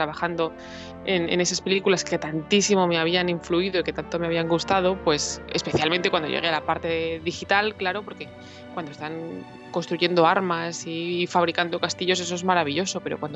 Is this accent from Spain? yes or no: yes; Madrid, Community of Madrid, Spain; Yo soy originalmente de Madrid